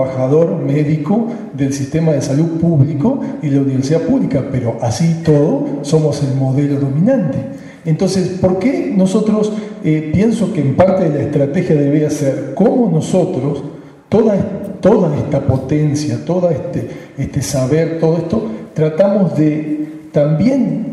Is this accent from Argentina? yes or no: yes; Argentina; de Argentina.